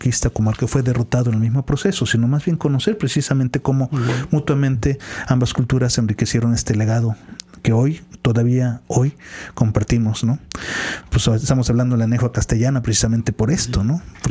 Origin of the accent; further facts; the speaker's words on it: Mexico; nuestra idiosincrasia, nuestra identidad, uh-huh, como mexicanos.